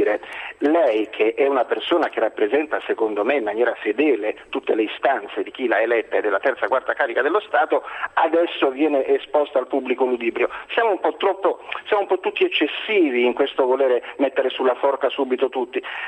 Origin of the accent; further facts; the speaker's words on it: Reggio Calabria, Calabria, Italy; moved away as an adult; also born or lived in Lodi; now in Rome, Italy; io sono un calabrese nato a Lodi e che sono vissuto 18 anni a Reggio Calabria e da 40 sto a Roma.